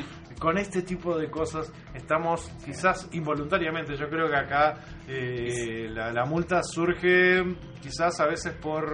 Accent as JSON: {"language": "Spanish", "country": "Uruguay", "said": "Lo que nos duele a nosotros como uruguayos es la vergüenza de que esta noticia, de estas sanciones, trasciendan."}